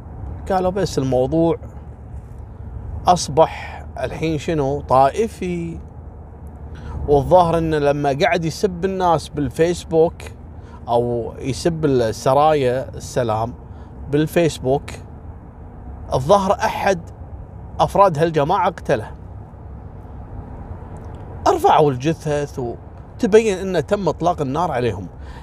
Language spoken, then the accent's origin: Arabic; Kuwait; ذاك اليوم عندنا في الكويت